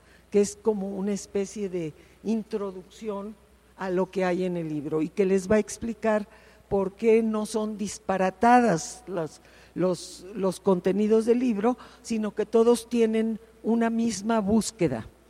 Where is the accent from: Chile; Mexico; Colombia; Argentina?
Mexico; Bueno, primero que nada somos todas mexicanas.